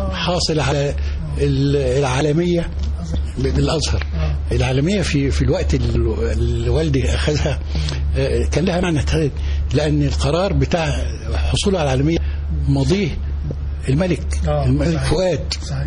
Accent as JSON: {"language": "Arabic", "town": "Minyat Sandub", "region": "Dakahlia", "country": "Egypt", "tie": "born or raised there", "said": "انا راجل من الريف، قرية جنب المنصورة"}